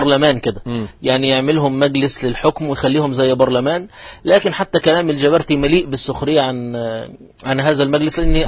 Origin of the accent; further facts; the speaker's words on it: Qena Governorate, Egypt; أنا مثلا نشأت في محافظة قنا وأعرف أن العيد القومي 3 مارس